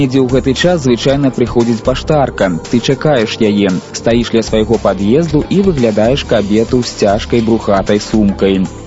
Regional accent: Zhodzina, Minsk Region, Belarus; born there; Бо мой дзед быў начальнікам чыгуначнай станцыі ў Жодзіна. Мой бацька і без час жыве ў Жодзіна, і я нарадзіўся ў Жодзіна, это вот ўжо 3 пакаленні.

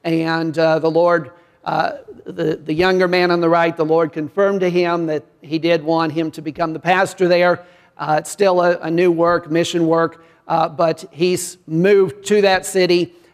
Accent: Illinois, United States; I grew up in Illinois, farm boy, and had never traveled, never been out of the country.

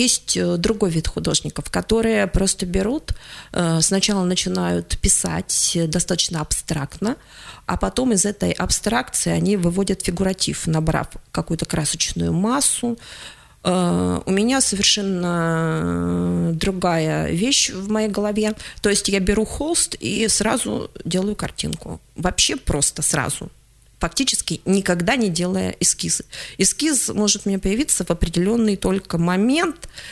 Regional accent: Krasnoyarsk, Krasnoyarsk Krai, Russia; moved away as an adult; Дело в том, что я уехала рано очень из Красноярска. Я не хотела отсюда уезжать.

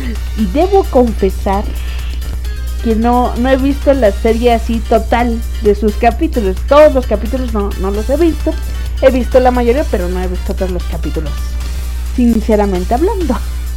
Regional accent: Mexico; como buena mexicana, ¿verdad? Llegando a trabajar.

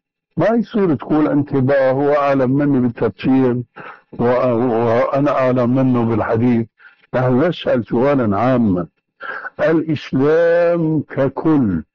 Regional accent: Syria; يقولون عندنا في الشام

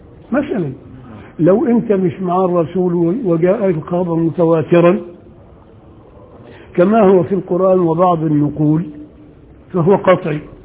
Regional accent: Upper Egypt, Egypt; انا راجل صعيدي وبغير على اللي هنا

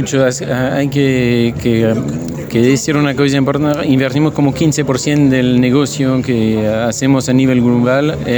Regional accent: central France, France; now in Argentina; Soy francés y vivo acá.

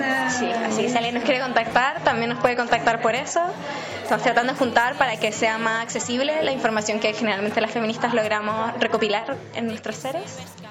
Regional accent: Santiago, Santiago Metropolitan Region, Chile; Vengo de Santiago

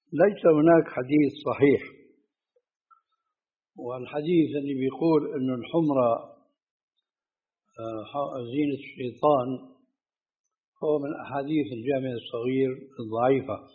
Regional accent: Syria; النعل صرارة موجودة، كانت إلى عهد قريب عندنا في سوريا للرجال، أي نعم.

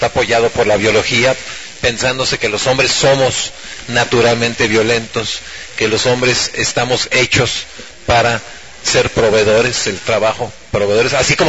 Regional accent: Xalapa, Veracruz, Mexico; vengo de Jalapa, Veracruz, y parte del recorrido que he tenido me lleva a este trabajo de reflexión

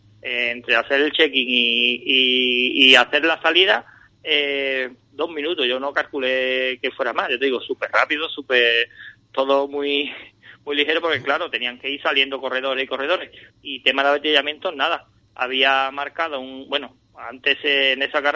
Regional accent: Andalusia, Spain; Nosotros como andaluces, ¿vale?

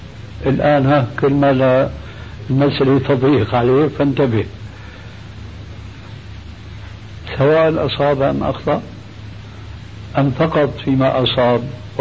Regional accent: Syria; كما يقول عندنا في الشام

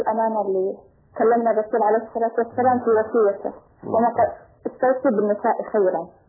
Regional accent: Yemen; إحنا عندنا في اليمن ما يحب أحد يذكر سيرة آل البيت

